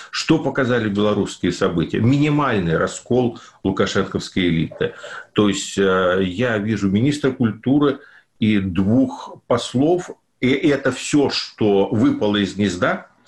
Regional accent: Ukraine; born or raised there

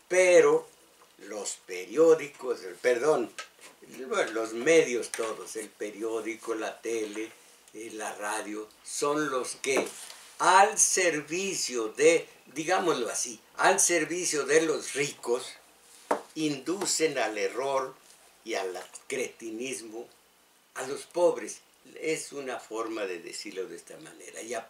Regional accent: Mexico; Esto, mis paisanos, vivo en México, soy mexicano.

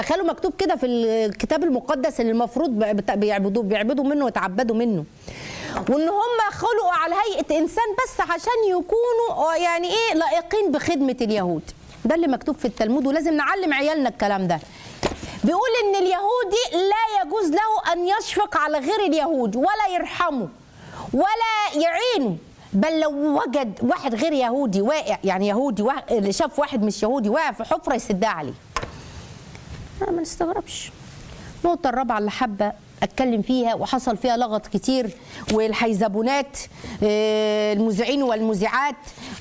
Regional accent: Egypt; إحنا مصري، إحنا هندعمه، إحنا كمصريين هندعمك

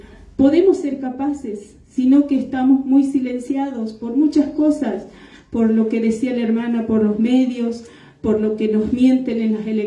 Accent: Abrapampa, Jujuy, Argentina; yo vengo de Abrapampa y sigue el corte de ruta ahí, seguimos resistiendo

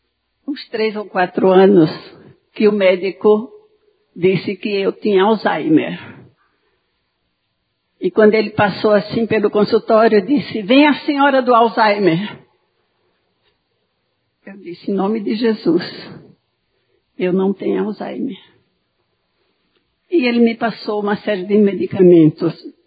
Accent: Alagoas, Brazil; Quero lhe dar uma boa-vinda bem calorosa, porque eu sou alagoana. Eu sou cabra mesmo.

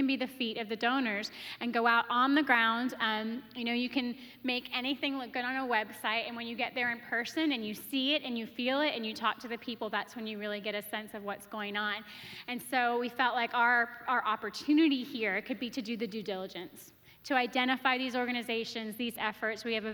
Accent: Toronto, Ontario, Canada; born there; and I was born in Toronto.

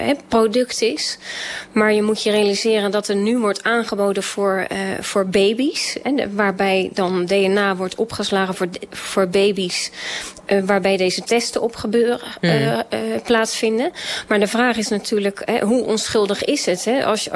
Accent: Rotterdam, South Holland, Netherlands; ik als Rotterdammer, maar ook als Feyenoord-fan

